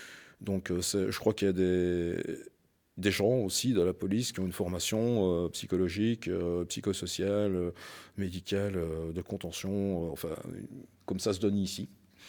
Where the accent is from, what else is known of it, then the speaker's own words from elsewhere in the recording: Wallonia, Belgium; moi, je suis originaire de la région de Liège, hein, donc des Ardennes